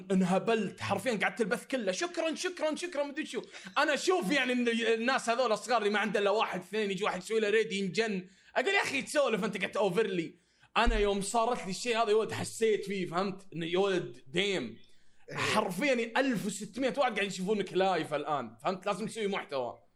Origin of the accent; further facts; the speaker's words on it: Saudi Arabia; عندنا في السعوديه ما عندك اللي هو البي او بوكس زي امريكا